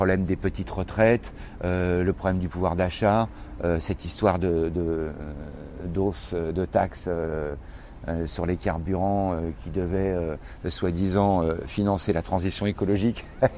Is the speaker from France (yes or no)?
yes; France; Je suis un Français, et c'est un peuple très politique, la France, qu'on le veuille ou non.